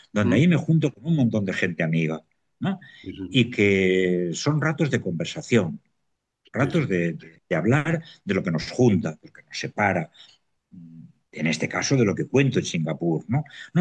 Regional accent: Gestalgar, Valencian Community, Spain; mi pueblo, es un pueblo precioso de la serranía valenciana, afectado por la Dana, pero que nos estamos recuperando, por lo tremendamente acogedor. Anota el nombre de Gestalgar

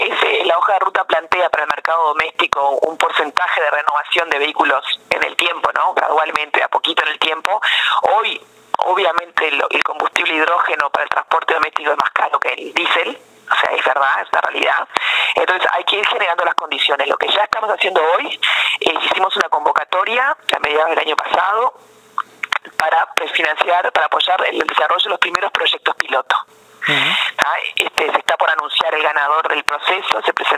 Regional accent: Uruguay; Con cuidado, gradualmente, como somos los uruguayos

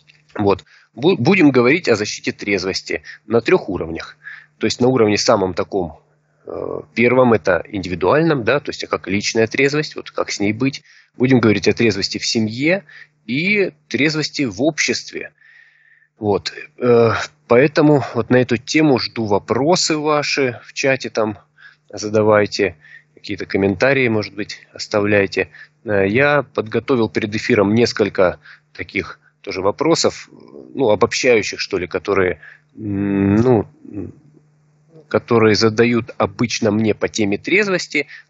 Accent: Rostov-on-Don, Rostov Oblast, Russia; я учитель трезвости из Ростова-на-Дону

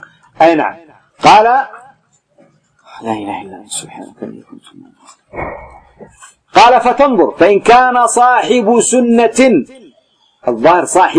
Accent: Yemen; خاصة في بلدنا اليمن ما أمتحنه

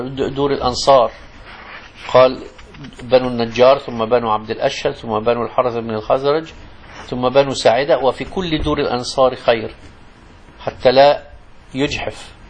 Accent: Egypt; يسموه الخضر عندنا في مصر

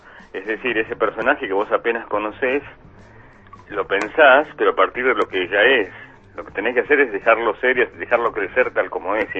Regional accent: Ensenada, Buenos Aires Province, Argentina; born there; yo nací en Ensenada, en el borde del Río de la Plata, digamos, en el Puerto de la Plata, un sitio de la clase obrera, y mis padres me tuvieron grande para esa época

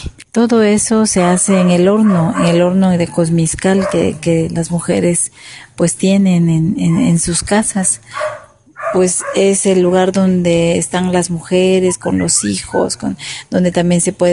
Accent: Juchitán, Oaxaca, Mexico; soy cuchiteca, soy de la Asamblea de Pueblos Indígenas del Istmo en defensa de la tierra y el territorio. Y pues estamos en Juchitán

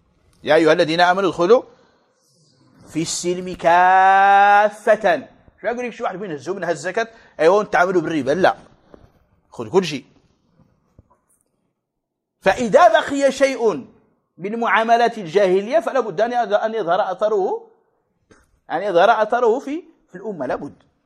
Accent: Morocco; حنا المغرب هادو المغاربة المحتفين

